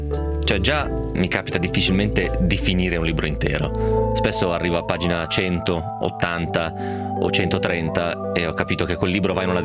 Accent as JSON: {"language": "Italian", "region": "Piedmont", "country": "Italy", "said": "Nel mio caso poi a maggior ragione te lo danno da leggere, perché vengo dal Piemonte e l'autore di questo libro veniva dal Piemonte"}